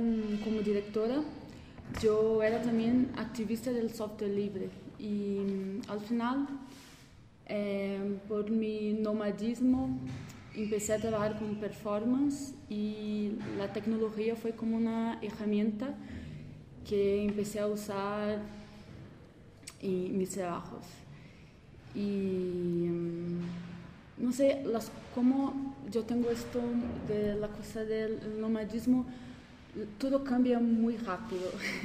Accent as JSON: {"language": "Spanish", "country": "Brazil", "second_language": "Spanish", "said": "yo soy de Brasil y nunca sé lo que hablar."}